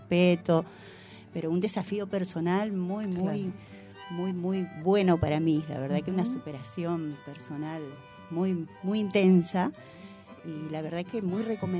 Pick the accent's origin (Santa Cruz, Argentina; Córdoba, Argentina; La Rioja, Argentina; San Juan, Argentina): Córdoba, Argentina; Las Rabonas; Soy de las Rabonas, me voy caminando 3 kilómetros de ida y 3 de vuelta.